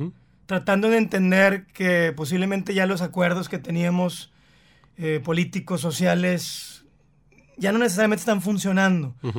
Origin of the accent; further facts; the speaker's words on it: Mexico; como mexicanos sabemos que el país está pasando por una transición